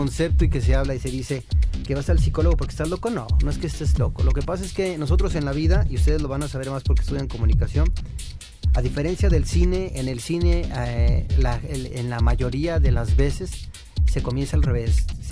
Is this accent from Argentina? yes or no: no; Mexico; nosotros como mexicanos somos extraordinariamente dramáticos, ¿no?